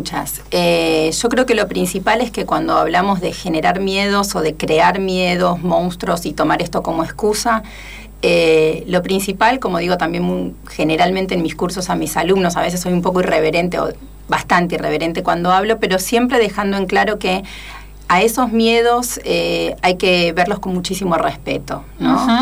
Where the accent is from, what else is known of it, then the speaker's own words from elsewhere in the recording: Argentina; also born or lived in Germany; sin olvidar el lugar al cual pertenezco y el que más me importa, uh-huh. ¿no? Que es tanto Argentina como América Latina